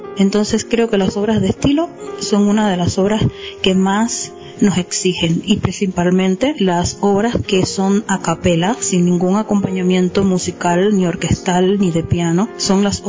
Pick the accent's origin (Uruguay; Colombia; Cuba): Cuba; el gran movimiento coral que existe en mi país. Yo, en Cuba hay un gran desarrollo coral